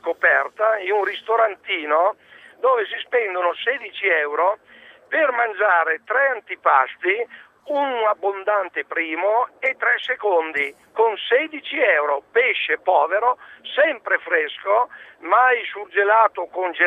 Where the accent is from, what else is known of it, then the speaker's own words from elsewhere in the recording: Adria, Veneto, Italy; now in Verona, Italy; Io sono di Verona, però originario di Adria